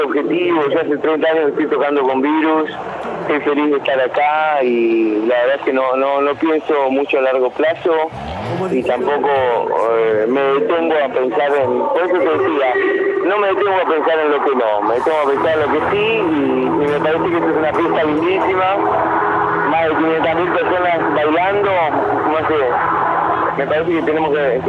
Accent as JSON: {"language": "Spanish", "country": "Argentina", "said": "los que te hacen sentir orgulloso que sos argentinos"}